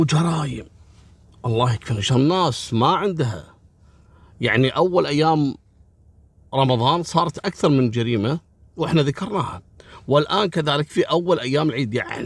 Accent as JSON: {"language": "Arabic", "country": "Kuwait"}